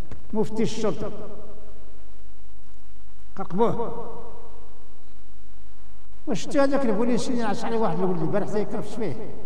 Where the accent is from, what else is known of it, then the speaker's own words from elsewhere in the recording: Morocco; كاين عندنا في المغرب اللي تيغلو في أهل البيت